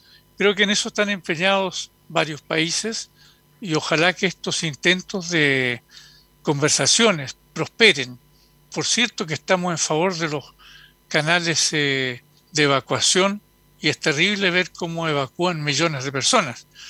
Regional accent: Chile; nosotros como chilenos nos tocó de alguna manera vivirlo en pequeña escala cuando se produjo el golpe de Estado en Chile

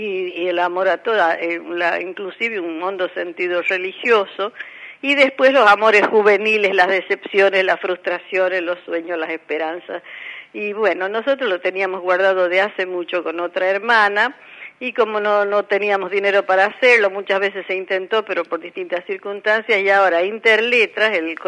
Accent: La Rioja, Argentina; somos riojanas, somos más conocidas en La Rioja

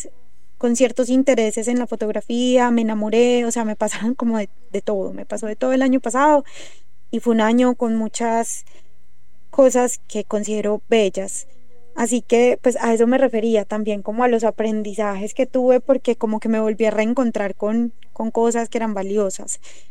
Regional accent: Antioquia, Colombia; accent: paisa; mi acento, que es bien marcado, creo, como que no puedo escapar, creo que lo tengo muy fuerte, ese acento paisa. A veces me dicen que estoy demasiado paisa.

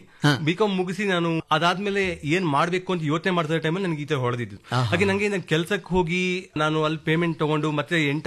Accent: Sirsi, Karnataka, India; now in Bangalore, India; ನಮ್ದು ಮೂಲತಃ ಬಂದು ನಮ್ದು ಸಿರ್ಸಿಯವ್ರನವರು. ನಾವು ಅಲ್ಲಿಂದ ಬೆಂಗಳೂರಿಗೆ ಬಂದು ಇವಾಗ ನಮ್ಮ ತಂದೆಯವರು 33 ವರ್ಷ ಆಗಿತ್ತು.

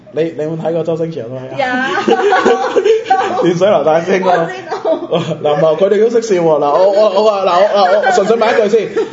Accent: Macau; 我係澳門人，我一定咧要企喺我哋澳門嘅立場嚟講。

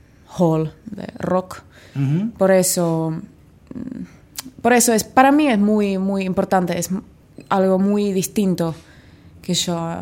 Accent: Finland; Spanish is a second language; now in Argentina; Estoy más libre acá que en mi país, en Finlandia.

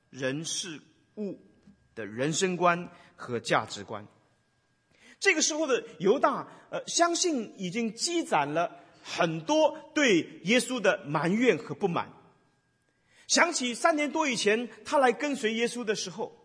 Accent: China; 有一点像我们中国人的所谓的女儿红那样的一个酒

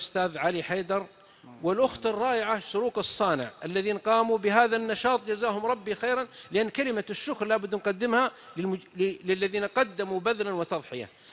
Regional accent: south, Saudi Arabia; نكته عندنا من السعوديه من الجنوب، واحد من جماعتنا من قبيلتنا طبعا اختلف مع اهل قريتي

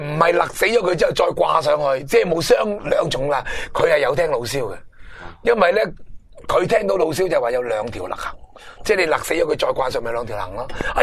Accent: Hong Kong; 始终都系我哋香港人而家关注嘅其中一件事咯，

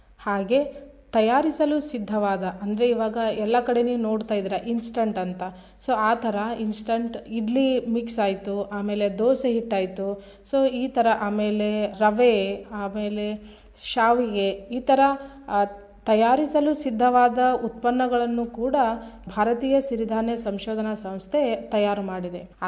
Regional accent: Karnataka, India; ಮೊದಲಿಗೆ ನಿಮಗೆಲ್ಲ ಗೊತ್ತು, ನಾವು ಉತ್ತರ ಕರ್ನಾಟಕದವರು

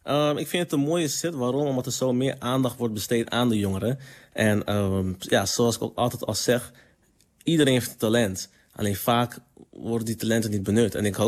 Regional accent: Groningen, Netherlands; zelf kom ik uit Groningen en in het hoge noorden.

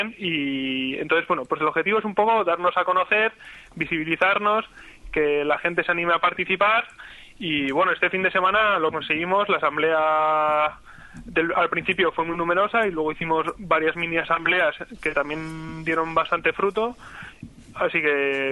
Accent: Madrid, Community of Madrid, Spain; Yo vengo de Madrid, y bueno, ahora me había mudado

